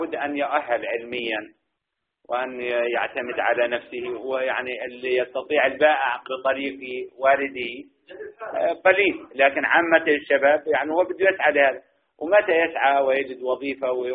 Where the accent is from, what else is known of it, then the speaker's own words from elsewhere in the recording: Jordan; كان سن الزواج عندنا في الأردن 26، ثم ارتفع الى 28